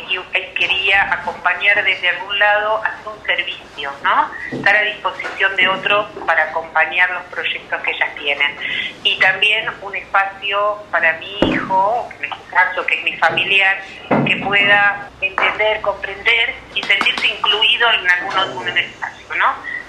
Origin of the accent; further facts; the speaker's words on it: Bariloche, Río Negro, Argentina; yo nací en Bariloche, me crié en Bariloche y mi familia vive acá en Bariloche.